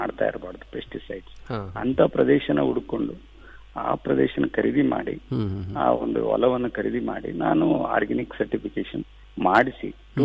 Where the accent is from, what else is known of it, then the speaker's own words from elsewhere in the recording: Budagumpa, Karnataka, India; ನಾನು ಹಳ್ಳಿಯಲ್ಲೇ ಹುಟ್ಟಿ ಕನ್ನಡ ಮೀಡಿಯಂದಲ್ಲೇ ನಾನು ಓದ್ದವನು. ಅಲ್ಲೇ ಒಂದು ಗಂಗಾವತಿ ಹತ್ರ ಕಾರ್ಟಿಗೆ ಬೂದ್ಗುಂಪ ಅಂತ ಒಂದು ಊರಿಂದ